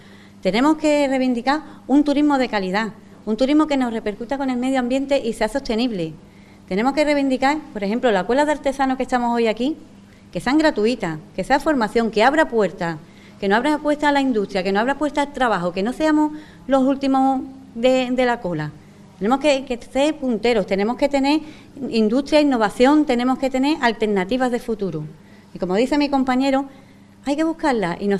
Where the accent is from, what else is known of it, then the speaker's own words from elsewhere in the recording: Ubrique, Andalusia, Spain; soy de Ubrique